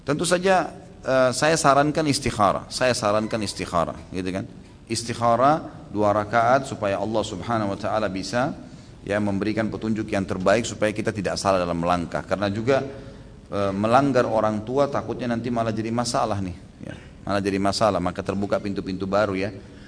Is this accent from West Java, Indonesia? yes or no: no; East Java, Indonesia; kita kebetulan dari Jawa Timur, orang Jawa Timur.